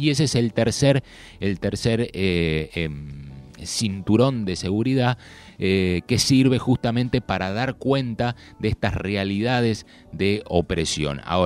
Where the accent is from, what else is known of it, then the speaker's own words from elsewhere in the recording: Argentina; todos somos argentinos